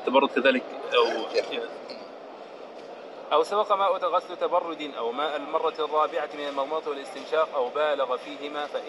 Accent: Egypt; طيب عندنا في مصر يقول اكسر واحنا نجبس

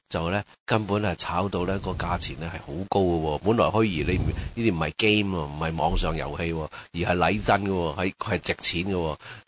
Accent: China; 我们中国人民呢就对资本主义十分之仰慕的，天生呢我们的基因呢都是有资本主义，

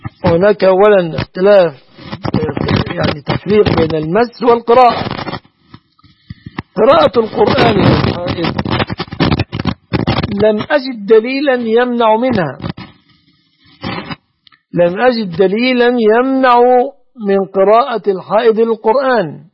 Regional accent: Egypt

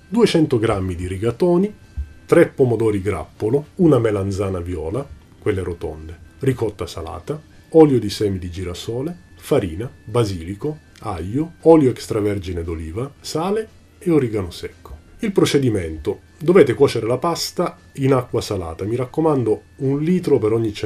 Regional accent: Catania, Sicily, Italy; voglio insistere sul fatto che sono catanese

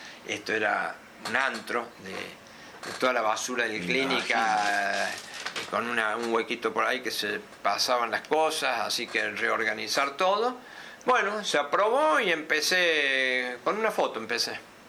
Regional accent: Córdoba, Argentina; Y yo, yo vengo de Córdoba, le digo, bueno, pum, afuera.

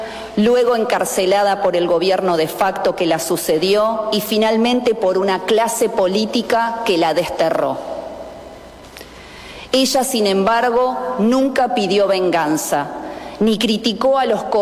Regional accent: Argentina; No somos pocos los argentinos que, aún compartiendo en poco, en mucho o en nada sus ideas, valoramos el coraje y el patriotismo

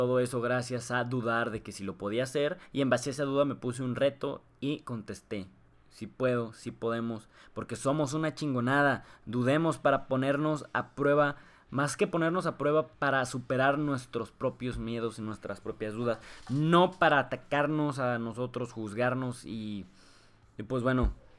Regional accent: Saltillo, Coahuila, Mexico; Hay un evento muy famoso aquí de donde somos, en Saltillo, de Coahuila

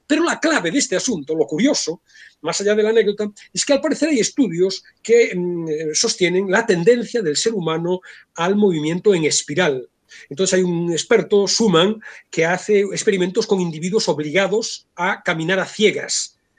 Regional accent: Vigo, Galicia, Spain; born there; yo soy de mar y me gusta mucho el mar, yo soy nacido en Vigo y me gusta mucho la playa

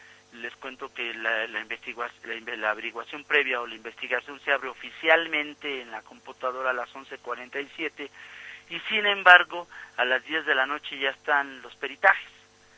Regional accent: Mexico City, Mexico; que sí somos gente de este barrio, que sí somos gente de Tepito, orgullosamente tepiteños

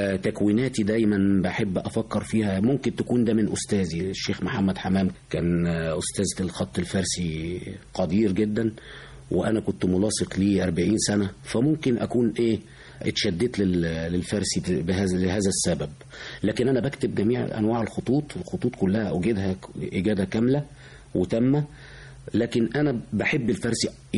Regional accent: Egypt; احنا كمصريين بنحب الحاجة المصرية أكتر من أي بلد تانية.

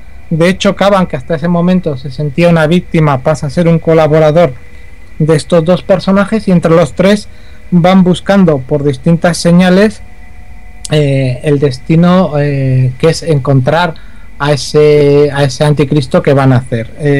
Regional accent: Pamplona, Navarre, Spain; sabes que los oyentes ya saben que soy de Pamplona

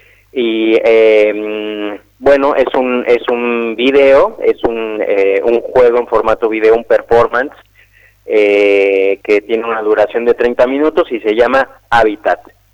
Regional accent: Mexico City, Mexico; now in Argentina; yo soy de la Ciudad de México. Pero la compañía nació hace ya 13 años en la Ciudad de México, donde vivimos durante muchos años

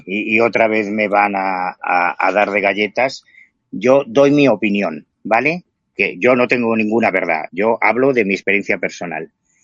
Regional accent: Galicia, Spain; Y como yo soy gallego, yo vivo en La Coruña

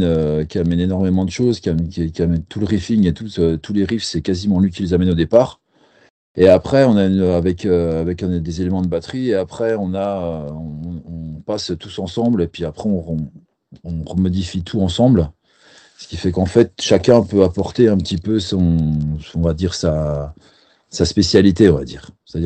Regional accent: Besançon, Bourgogne-Franche-Comté, France; On est de Besançon, on a tous pas mal de groupes avant

